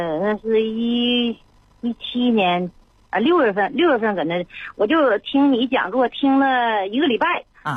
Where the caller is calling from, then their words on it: Shenyang, Liaoning, China; 我是沈阳的朋友。